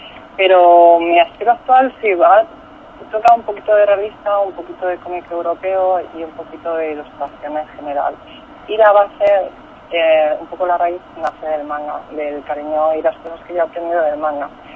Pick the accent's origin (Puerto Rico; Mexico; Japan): Japan; como yo provengo de Japón y Japón es la cuna, pues sí, me ha dejado huella.